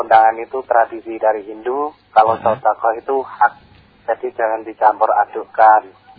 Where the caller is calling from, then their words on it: Boyolali, Central Java, Indonesia; Ini dari Cipeti di Boyolali.